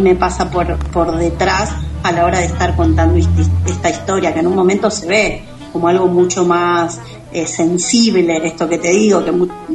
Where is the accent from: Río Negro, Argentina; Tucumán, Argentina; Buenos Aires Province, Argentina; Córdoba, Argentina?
Córdoba, Argentina; Y muchas son de Buenos Aires, otras somos de Córdoba, bueno, andamos desperdigadas